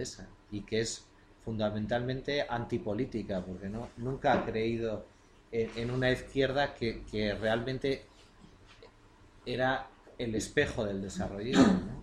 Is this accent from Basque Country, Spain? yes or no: yes; Basque Country, Spain; Nosotros somos una izquierda europea, la vasca